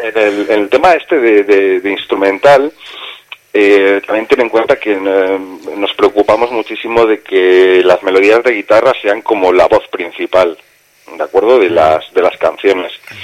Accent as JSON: {"language": "Spanish", "town": "Barcelona", "region": "Catalonia", "country": "Spain", "said": "A ver, yo soy de Barcelona y en Barcelona aquí tienen que aprender muchísimo de los ayuntamientos."}